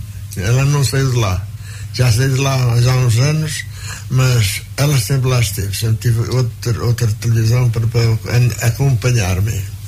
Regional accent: São João, Portugal; Eu sou do concelho de Oliveira, sou de São João, onde nasci e me criei. E de lá vim, andei noutras andanças

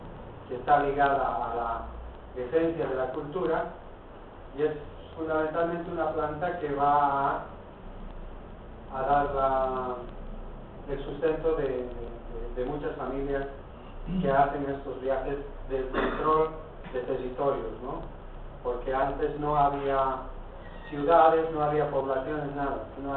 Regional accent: Bolivia; now in Spain; a través de lo que estamos haciendo acá en Cataluña, nosotros como bolivianos, de afianzar nuestras raíces, nuestra religión. Practicamos un poco los rituales todavía andinos

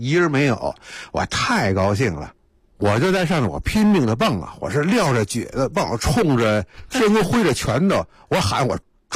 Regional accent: Beijing, China; 所以北海对我们北京人来说，那就更熟悉了嘛

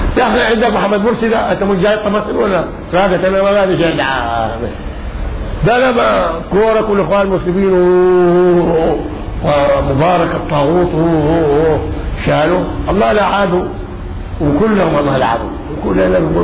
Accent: Egypt; يعني احنا هنا كمصريين ناكل كثرتنا ونشرب شربانه

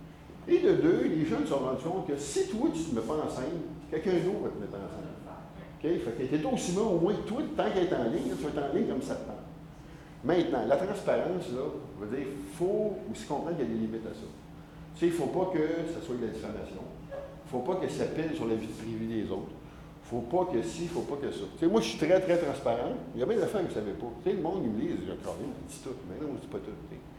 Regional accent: Quebec, Canada; ils ont dit, comme je viens du Québec

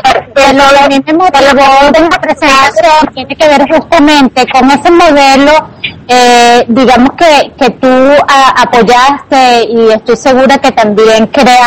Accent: Venezuela; aunque somos de Latinoamérica y somos venezolanos

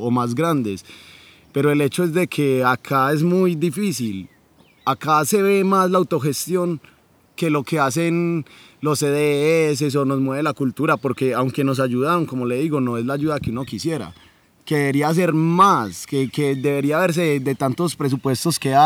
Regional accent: Medellín, Antioquia, Colombia; yo aposté a hacer este concierto acá en San Antonio de Prado, porque es mi tierra, porque la amo y porque sé que está muy olvidada

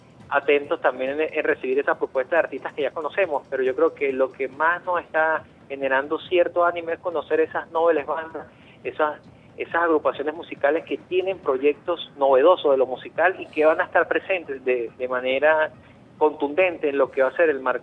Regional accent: Venezuela; nosotros como venezolanos

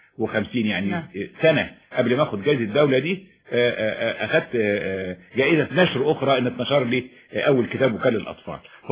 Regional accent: Cairo, Cairo Governorate, Egypt; born there; انا اتولدت في القاهرة. نعم. ولو ان يعني والدي والدتي من المنيا.

